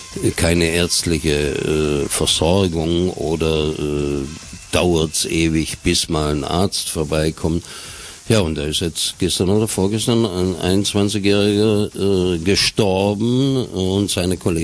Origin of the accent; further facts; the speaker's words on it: Baden-Württemberg, Germany; wie man bei uns in Schwabenland gesagt hat